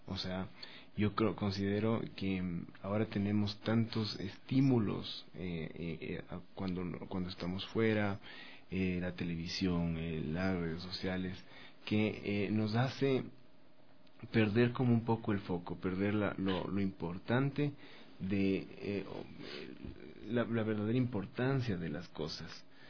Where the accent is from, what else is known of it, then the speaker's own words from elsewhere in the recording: Ecuador; Empecemos como a redescubrir ese valor que teníamos como sociedad, como ecuatorianos, ¿no?